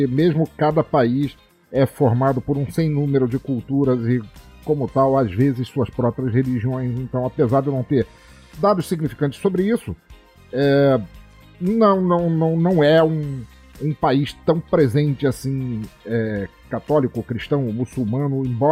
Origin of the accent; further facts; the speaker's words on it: Angola; Eu sou angolaino.